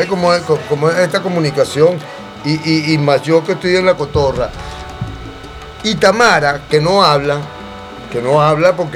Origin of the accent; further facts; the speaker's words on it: Caracas, Capital District, Venezuela; yo soy de Casalta, pero yo soy de la segunda calle de Propatria